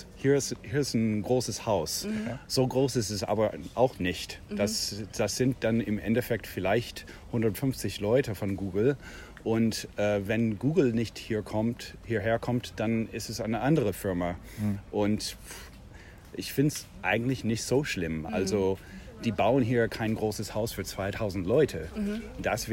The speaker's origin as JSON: {"language": "German", "country": "Canada", "second_language": "German", "lives_now": "Berlin, Germany", "said": "Also ich bin auch kein Deutscher. Ich komme aus Kanada."}